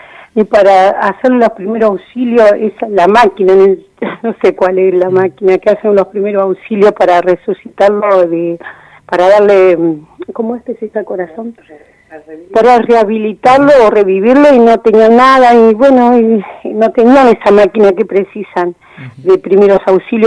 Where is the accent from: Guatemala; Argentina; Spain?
Argentina; Olavarría, Buenos Aires Province; soy de Olavarría.